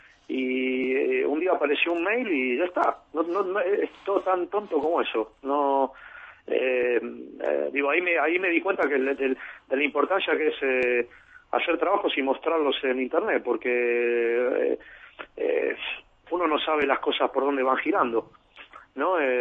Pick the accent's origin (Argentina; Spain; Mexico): Argentina; Es una cosa horrible, pero para mí es así, para casi todos los argentinos.